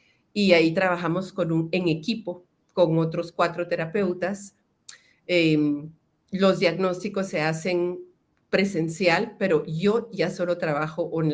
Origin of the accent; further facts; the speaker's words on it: Guatemala; ya no es solo Guatemala, yo soy de Guatemala